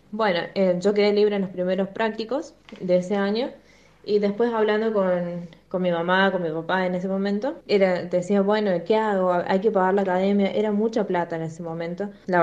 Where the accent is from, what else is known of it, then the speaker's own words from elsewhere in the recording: San Luis, Argentina; now in Córdoba, Argentina; Bueno, soy de San Luis, pero vivo en Córdoba.